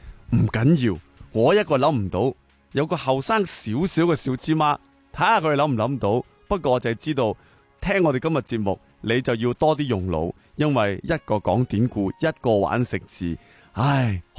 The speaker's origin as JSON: {"language": "Cantonese", "country": "Hong Kong", "said": "几打中我哋香港人嘅一个生态噶"}